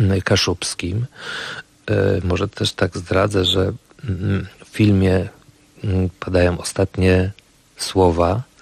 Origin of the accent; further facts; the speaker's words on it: Gdańsk, Pomeranian Voivodeship, Poland; also born or lived in Gniezno; tu do Gdańska z Wielkopolski. Urodziłem się w Gnieźnie, natomiast no, całe życie spędziłem w Gdańsku.